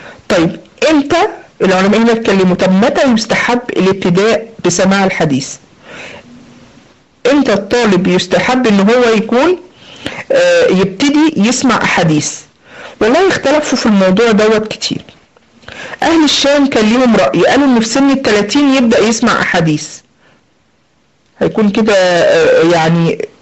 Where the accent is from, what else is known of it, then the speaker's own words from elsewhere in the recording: Egypt; فزي ما بيقولوا عندنا في مصر بخه في وشه